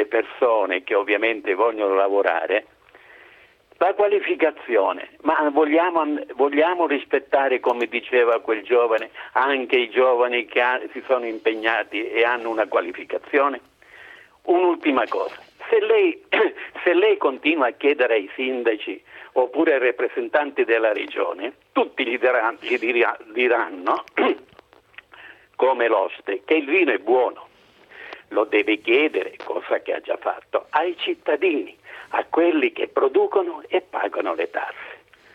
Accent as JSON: {"language": "Italian", "region": "Sicily", "country": "Italy", "said": "Io anch'io sono siciliano."}